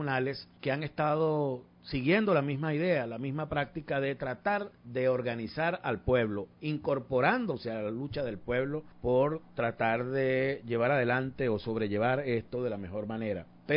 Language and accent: Spanish; Venezuela; pasan cosas que solo nosotros como venezolanos somos capaces de entender y sobre todo de protagonizar